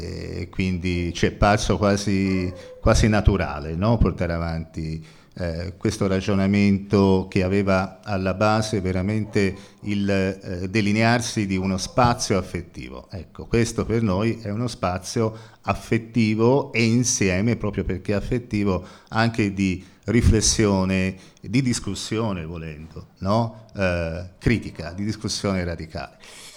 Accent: Florence, Tuscany, Italy; io vengo da Firenze

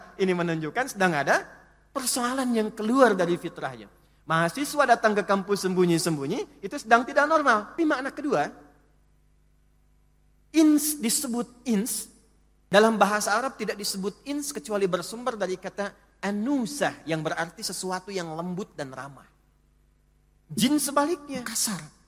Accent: Indonesia

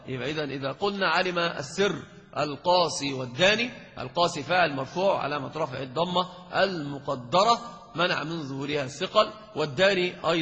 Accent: Egypt; انت عندنا في مصر اذا تكلمت عن الصحراء

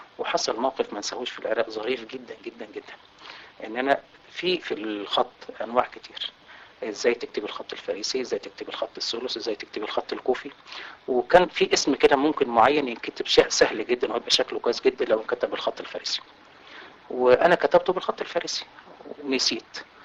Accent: Marsafa, Qalyubia, Egypt; بلد قريه اسمها مرصفه تتبع مركز بنها محافظه القليوبيه.

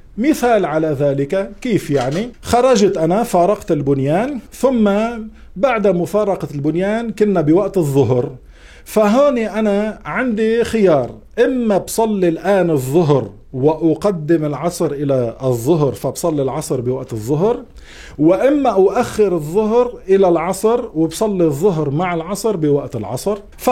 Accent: Beirut, Beirut Governorate, Lebanon; now in Montreal, Canada; مثل حالتي، مثلا أنا من بيروت، إذا أنا مستوطن في بيروت

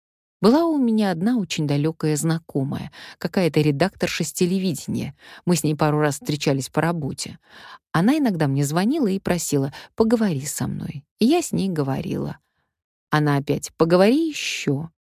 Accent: Omsk, Omsk Oblast, Russia; Мы с Риммой Павловной Кречетовой земляки. Я из Омска

